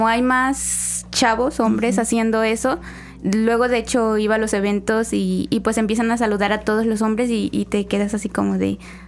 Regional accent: Buenavista, Veracruz, Mexico; now in Xalapa, Mexico; Soy de Buenavista, en el municipio de Tlaltetela, Veracruz.

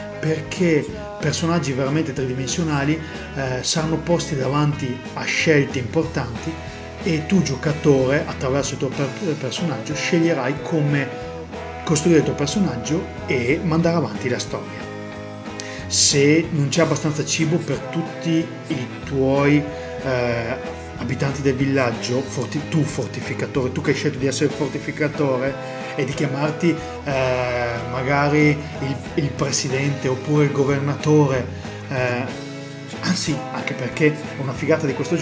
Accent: Verona, Veneto, Italy; Ah, sono di Verona, Veneto

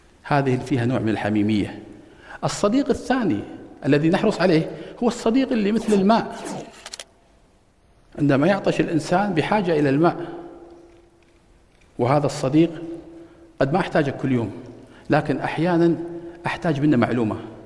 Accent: Kuwait; عندنا في الكويت مركز جميل

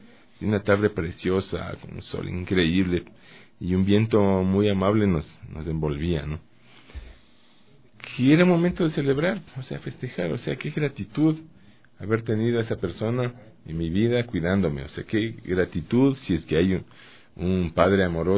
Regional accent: Guatemala; yo viví 10 años, toda mi infancia en Guatemala, de donde era mi papá.

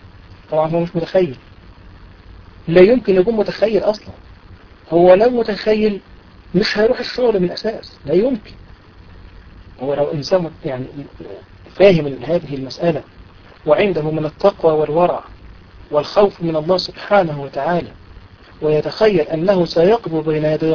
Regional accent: Egypt; دي من الأمثلة المشهورة عندنا في مصر

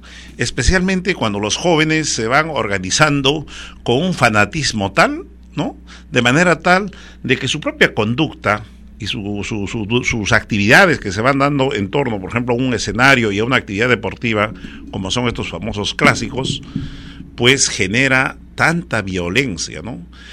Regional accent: Huancavelica, Peru; especialmente de mi tierra, de Huancavelica

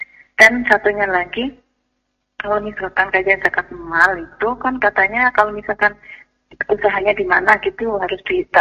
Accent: Banjar, Indonesia; now in Bekasi, Indonesia; misalnya saya di Bekasi nih, saya di Bekasi zakat malnya, tapi di kampung saya itu ada di daerah Banjar gitu

